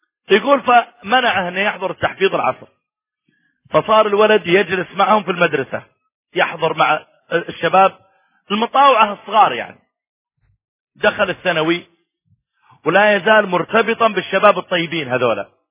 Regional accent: Saudi Arabia; مرة كان عندي محاضرة في إحدى المناطق عندنا في السعودية

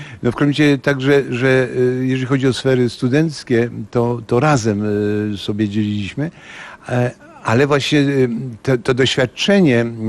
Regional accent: Ostrów Mazowiecka, Masovian Voivodeship, Poland; born there; Urodziłem się w Ostrowi Mazowieckiej 10 sierpnia 1947 roku

